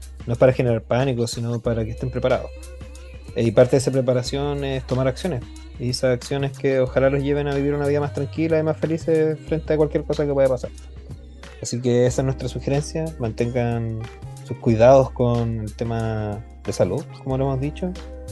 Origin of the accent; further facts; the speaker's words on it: Chile; Colombia, como chilenos, probablemente tampoco entendamos pico de lo que están hablando.